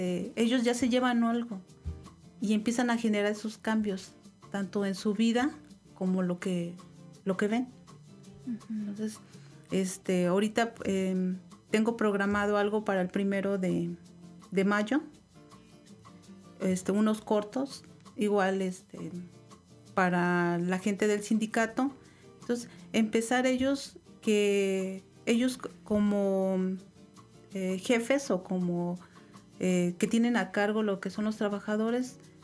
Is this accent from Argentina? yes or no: no; Tuxpan, Mexico; De hecho, yo soy originaria de Tuxpan y esta sería la tercera que llevo allá